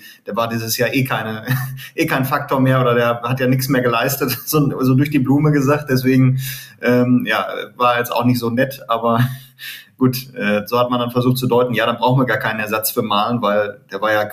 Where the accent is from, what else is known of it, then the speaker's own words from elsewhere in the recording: Leichlingen, North Rhine-Westphalia, Germany; Köln nicht ganz richtig, ne? Leichlingen ist meine Heimat.